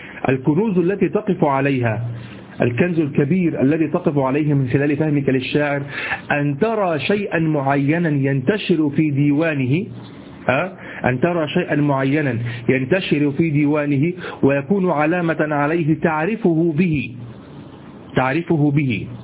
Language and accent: Arabic; Egypt; اليمام اللي احنا عندنا في مصر،